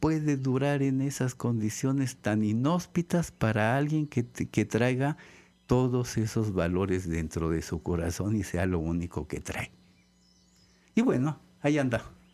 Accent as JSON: {"language": "Spanish", "town": "Xalapa", "region": "Veracruz", "country": "Mexico", "tie": "born or raised there", "said": "ahora, recién vuelvo a mi terruño, a Jalapa. Aquí nací. Aquí nací, aquí crecí, aquí me hice biólogo, y aquí me deshice y me hice artista."}